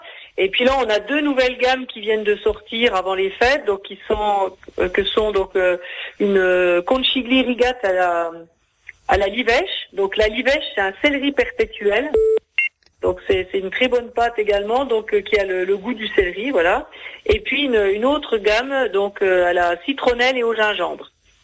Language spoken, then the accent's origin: French; Grand Est, France; Donc moi je suis originaire des Vosges